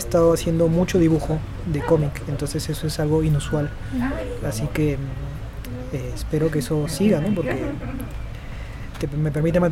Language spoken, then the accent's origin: Spanish; Peru; porque en mi país difícil que un cómic lo sea